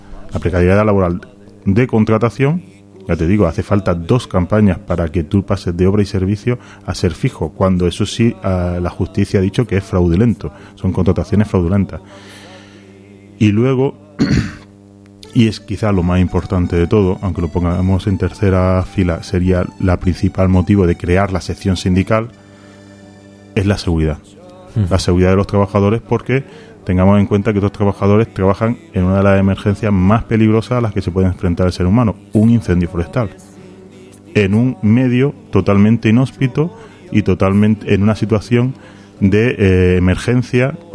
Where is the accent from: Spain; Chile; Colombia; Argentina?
Spain; Granada, Andalusia; No, yo soy de Andalucía, soy de Granada.